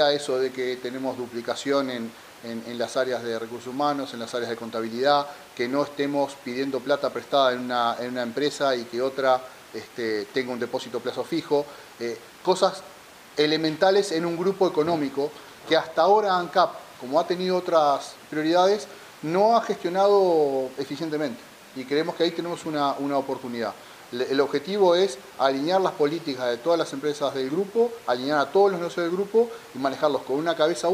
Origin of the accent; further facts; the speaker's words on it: Uruguay; Y eso a mí no me deja tranquilo como uruguayo